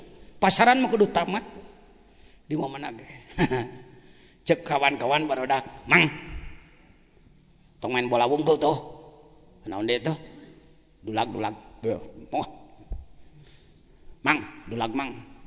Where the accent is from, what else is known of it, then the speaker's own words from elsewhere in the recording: Sukabumi, West Java, Indonesia; Nah, saya dari Sukabumi